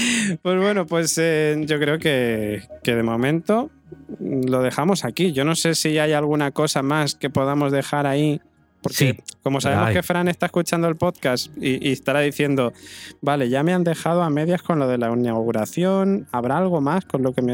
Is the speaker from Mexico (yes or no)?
no; Spain; De todas maneras, somos españoles, ¿eh?